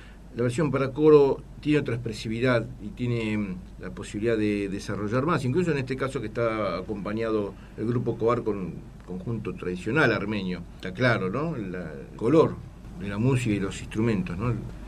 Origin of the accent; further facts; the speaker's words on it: Buenos Aires, Argentina; Si bien somos argentinos también, tenemos doble nacionalidad, doble formación y luchamos por y bregamos por desarrollo nuestro personal, integrar en todos los aspectos, acá como porteños